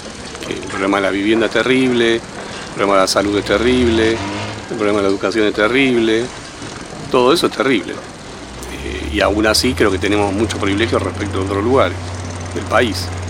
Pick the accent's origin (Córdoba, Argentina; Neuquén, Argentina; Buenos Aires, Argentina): Buenos Aires, Argentina; lo que más me angustia es somos los porteños, los pobladores